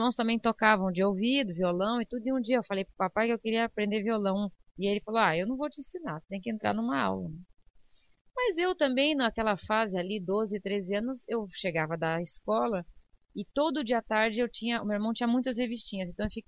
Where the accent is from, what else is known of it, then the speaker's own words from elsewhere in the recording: Joinville, Santa Catarina, Brazil; Então, eu nasci em Joinville, né? Sou da Avenida Cuba